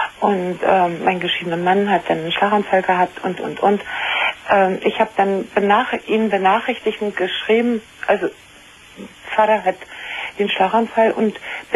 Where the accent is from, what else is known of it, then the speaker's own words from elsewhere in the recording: East Germany, Germany; moved away as an adult; now in Bavaria, Germany; Das heißt, also ich bin aus der ehemaligen ICDR nach Bayern gezogen.